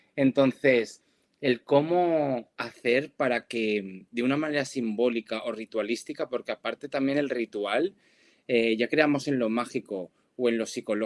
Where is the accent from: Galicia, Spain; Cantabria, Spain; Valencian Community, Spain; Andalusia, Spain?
Valencian Community, Spain; Valencia; Ahora que estábamos nombrando lo de la Dana aquí en Valencia, yo que soy de Valencia